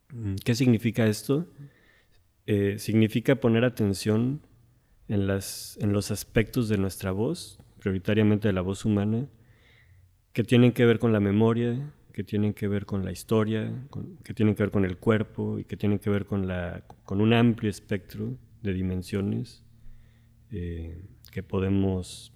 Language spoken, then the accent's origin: Spanish; Mexico; la mayoría somos de México, pero sí que hay colegas de otros países.